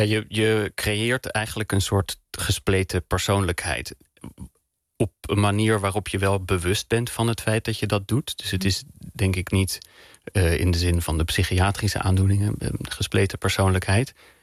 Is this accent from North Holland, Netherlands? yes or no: yes; Bussum, North Holland, Netherlands; Ik kom uit Bussum. Hè? Hoe white middle class privileged wil je het hebben?